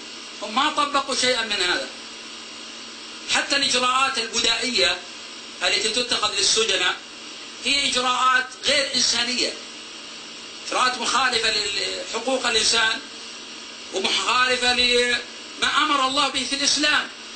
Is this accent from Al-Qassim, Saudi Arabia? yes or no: yes; Buraidah, Al-Qassim, Saudi Arabia; فأنا من أهل بريدة، اعتقلت في الرياض، ثم من الرياض للشرقية